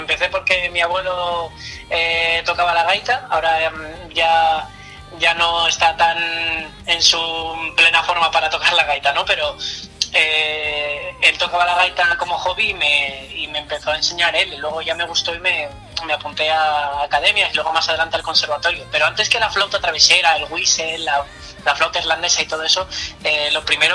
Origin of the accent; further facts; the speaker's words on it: Gijón, Asturias, Spain; el violinista y yo somos de Gijón